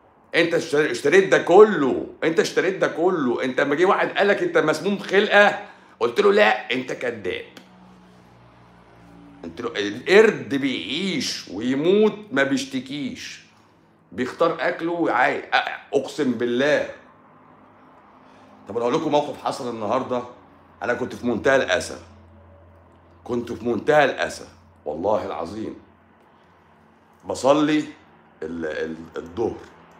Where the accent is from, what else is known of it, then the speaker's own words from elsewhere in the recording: Egypt; عندنا في مصر